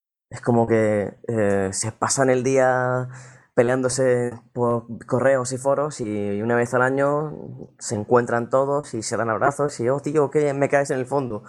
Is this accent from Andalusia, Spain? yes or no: yes; Almería, Andalusia, Spain; aquí en Almería, de donde soy yo